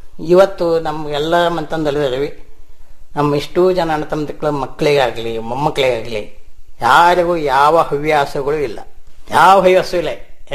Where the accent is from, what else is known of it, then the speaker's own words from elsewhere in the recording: Hosakote, Karnataka, India; ಅಲ್ಲೇ ಹೊಸಕೋಟೆ ಅಂತ ನಮ್ಮ ಊರು. ಆ ಊರು ಮುಳುಗಡೆ ಆದ್ಮೇಲೆ ನಮ್ಮ ತಂದೆ 4 ಕಡೆ ಆಸ್ತಿ ಮಾಡಿದ್ರು.